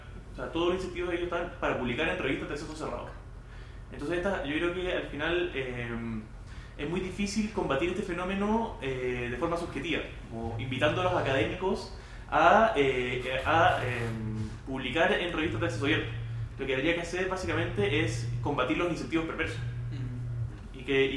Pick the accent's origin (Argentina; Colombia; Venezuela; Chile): Chile; Hola, nosotros somos de Chile.